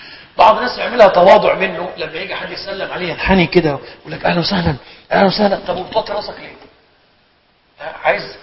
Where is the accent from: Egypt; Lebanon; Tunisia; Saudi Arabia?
Egypt; يعني أبلغ الأيمان عندنا في مصر